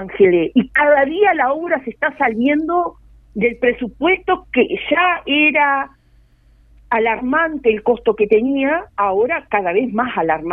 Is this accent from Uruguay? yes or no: yes; Uruguay; porque nosotros como uruguayos